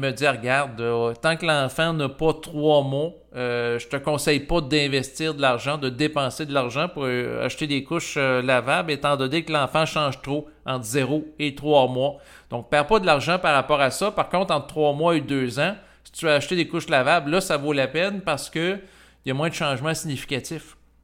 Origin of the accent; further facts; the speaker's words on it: Quebec, Canada; born there; Moi, je suis né au Québec, qui est un lieu où la température peut être très froide l'hiver.